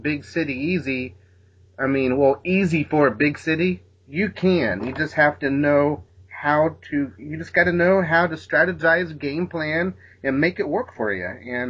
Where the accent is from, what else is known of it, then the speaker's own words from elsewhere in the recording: Indianapolis, Indiana, United States; also born or lived in Los Angeles; I grew up here in Indianapolis, in a small town. And I moved out to L.A.